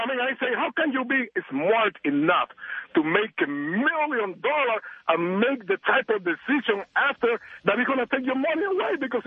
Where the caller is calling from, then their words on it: Cuba; English is a second language; I mean, I live in Las Vegas. You could tell that I do have an accent because originally I come from Cuba.